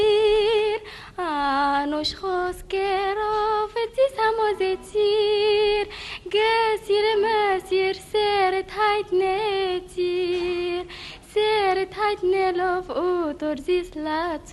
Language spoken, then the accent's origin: Arabic; Egypt; born there; طبعا، ما دام مولوده في مصر وماما وبابا كلهم مولودين في مصر يبقى مصر تبقى.